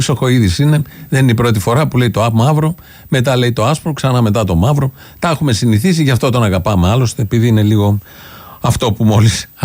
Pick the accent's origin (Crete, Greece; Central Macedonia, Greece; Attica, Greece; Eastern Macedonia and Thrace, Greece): Attica, Greece; Kaisariani; Είναι γνωστό ότι είμαι από την Κεσαριανή και Κομμουνιστικό Κόμμα Ελλάδας.